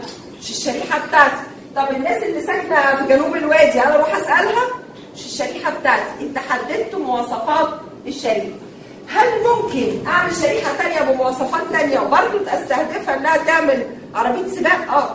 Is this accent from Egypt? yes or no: yes; Egypt; فبالتالي الشرايح عندنا في مصر واسعه ومربحه جدا على فكره